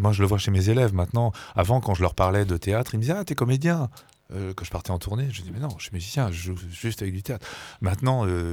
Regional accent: France; born there; je suis fils de parents émigrés polonais et juifs. Je suis né en France

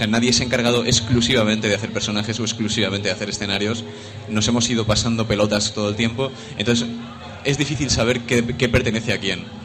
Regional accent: Alcoy, Valencian Community, Spain; vengo de Alcoy, ajá, está aquí al ladito.

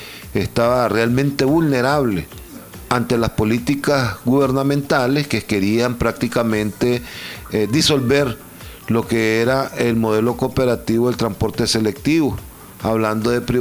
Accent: Nicaragua; siempre nosotros como nicaragüenses, como organizaciones, como miembros de esta organización, tratamos de salir adelante

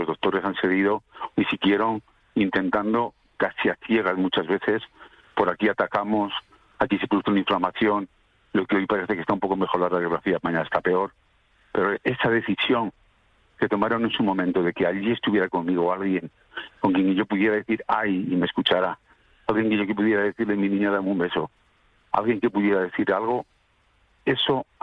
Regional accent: Salamanca, Castile and León, Spain; Yo soy una persona calurosa, soy un tipo de Salamanca.

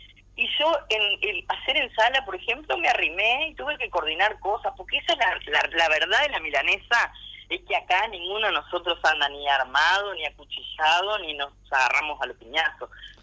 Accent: Uruguay; porque acá somos todos uruguayos, somos parte de una comunidad política que tiene que dar ejemplos de eso

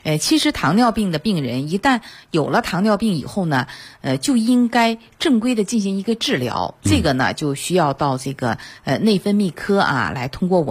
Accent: China; 对于我们中国人来讲可能是一个比较喜欢的一个饮食

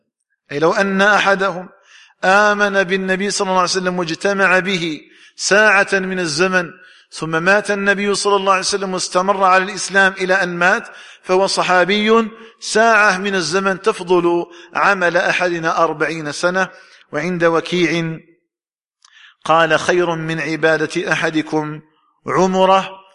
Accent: Algeria; فنسأل الله تعالى أن يجعل بلدنا الجزائر آمنا مطمئنا

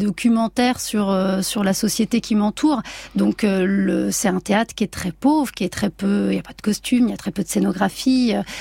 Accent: south of France, France; moi, je viens donc du sud de la France. Enfin, j'ai grandi à partir de mes 11 ans là-bas

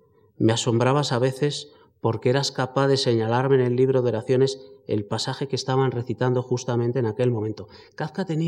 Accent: Spain; No era propiamente una migración, somos españoles, tenemos unos puntos de referencia

